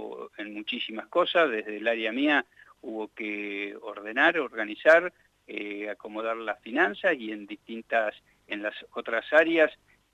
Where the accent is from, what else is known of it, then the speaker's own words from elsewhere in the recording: Santa Rosa, La Pampa, Argentina; somos todos de Santa Rosa, relaciones de familia